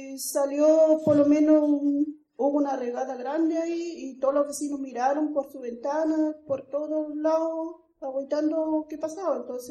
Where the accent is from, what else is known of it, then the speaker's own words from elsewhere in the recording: Puerto Montt, Los Lagos, Chile; Vengo de Puerto Montt